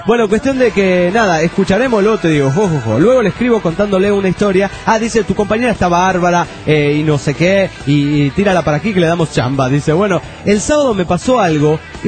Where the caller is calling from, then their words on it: León, Guanajuato, Mexico; de León, Guanajuato, México.